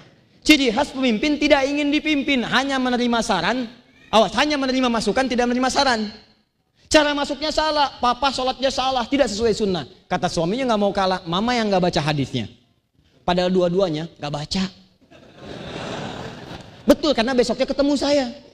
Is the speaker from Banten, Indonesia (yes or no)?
yes; Banten, Indonesia; Sama dengan kita orang Banten bilang sepeda.